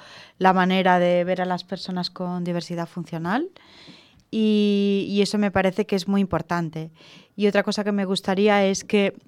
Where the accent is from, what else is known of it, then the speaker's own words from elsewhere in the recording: Catalonia, Spain; Es que soy catalana yo.